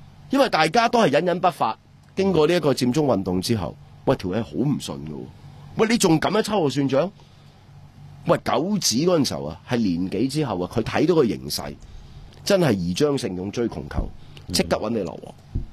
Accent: Hong Kong; 我哋香港人

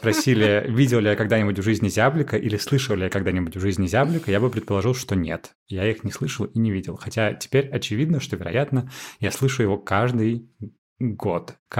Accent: Moscow, Russia; Я так из Измайлова, под Москвой, со стороны Измайлова

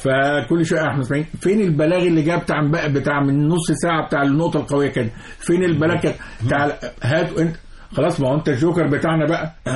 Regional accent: Egypt; وانت عارف احنا مصريين الارض ارض تمام.

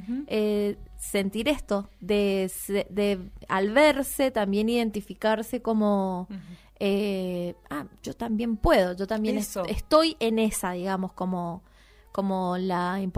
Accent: Tunuyán, Mendoza, Argentina; Sí, porque yo te soy de Tunuyán

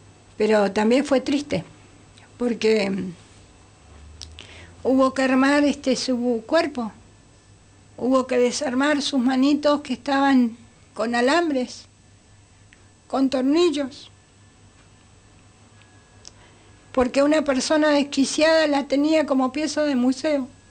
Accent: Bariloche, Río Negro, Argentina; Yo me crié en Bariloche

